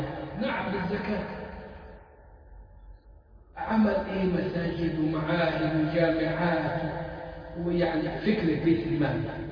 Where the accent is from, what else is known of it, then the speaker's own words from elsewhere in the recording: Egypt; وكانت فكره موجوده عندنا في مصر